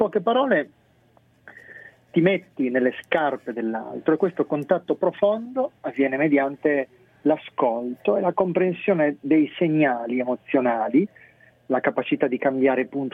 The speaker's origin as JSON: {"language": "Italian", "region": "Sardinia", "country": "Italy", "said": "da buon sardo testardo, diciamo."}